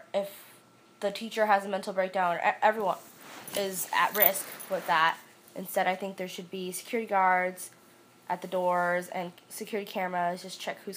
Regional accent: West Hartford, Connecticut, United States; I'm 20 years old, and I'm currently a student at the University of Connecticut studying special education, and I'm from West Hartford.

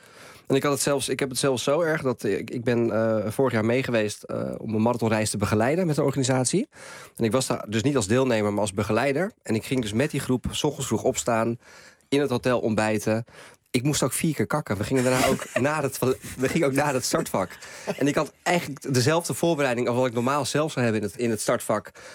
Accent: Amsterdam, North Holland, Netherlands; Ik ben Amsterdammer.

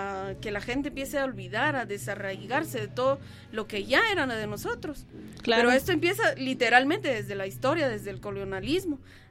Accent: Sololá, Guatemala; soy originaria de Cachiquel, del área del lago de Atitlán, uno de los lagos más maravillosos del mundo.

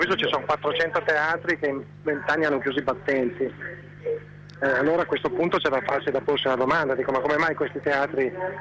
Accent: Milan, Lombardy, Italy; moved away; io sono di Milano, lo sapete, quindi per me è stato un po', non abito più Milano da tanto tempo, ma per me è stato un po' come tornare a casa.

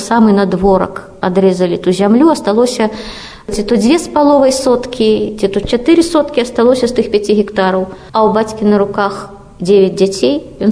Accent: Slonim, Grodno Region, Belarus; born or raised there; moved away as an adult

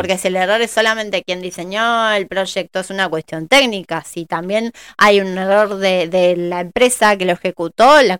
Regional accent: Argentina; de la maduración que vamos teniendo como argentinos

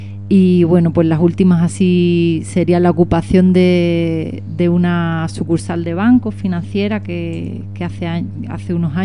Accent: Málaga, Andalusia, Spain; nosotras, Mari y yo, venimos de Andalucía, del sur del estado, de la ciudad de Málaga

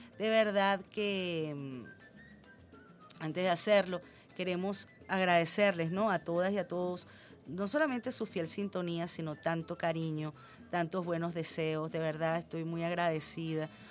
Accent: Venezuela; Somos venezolanos que tenemos un mismo sentir, tenemos un mismo amor por una patria

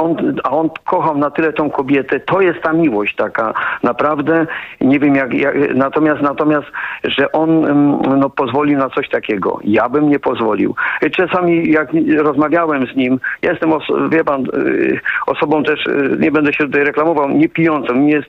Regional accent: Silesian Voivodeship, Poland; ja tu jestem ze Śląska

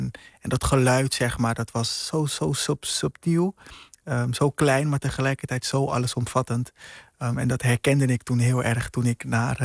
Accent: Curaçao; now in Rotterdam, Netherlands; Ja, op jonge leeftijd naar Curaçao verhuisd.

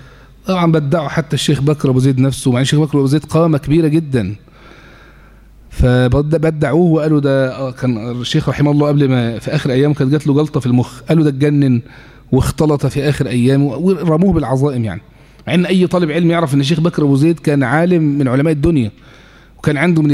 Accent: Egypt; حتى عندنا في مصر هنا كبار ممثلي هذا التيار

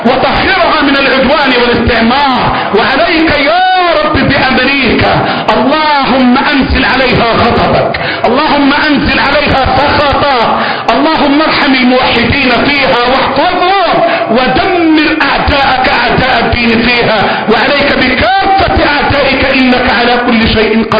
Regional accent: Egypt; اللهم احفظ بلدنا مصر، اللهم احفظ بلدنا مصر

